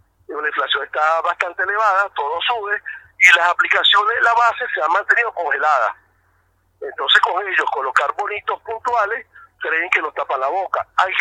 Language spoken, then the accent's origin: Spanish; Venezuela; now in Argentina; yo como venezolano y con respeto a toda la colectividad